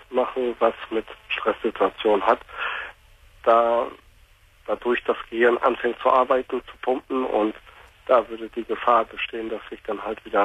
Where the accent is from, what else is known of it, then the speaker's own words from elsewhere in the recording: North Rhine-Westphalia, Germany; now in Lower Saxony, Germany; Ich komme aus dem Ruhrgebiet gebürtig, aus dem Ruhrgebiet. Und wir wohnen jetzt seit 98 halt auf dem Land in Niedersachsen.